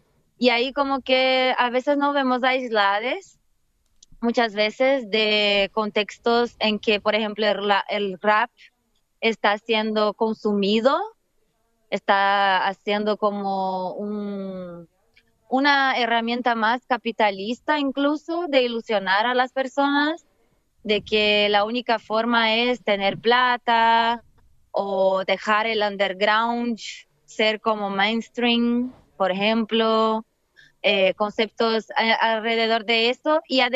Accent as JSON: {"language": "Spanish", "country": "Brazil", "said": "porque yo soy de Brasil, así que es otra forma también en Brasil de hacer las cosas."}